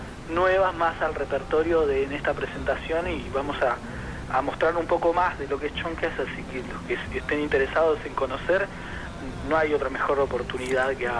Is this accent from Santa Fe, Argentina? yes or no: no; Río Gallegos, Santa Cruz, Argentina; Así es, somos de Río Gallegos, provincia de Santa Cruz.